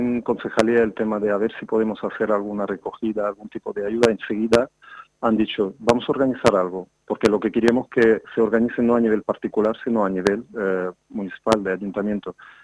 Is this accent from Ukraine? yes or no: yes; Ukraine; Nosotros pensábamos que somos de Ucrania como que somos Que no importamos a nadie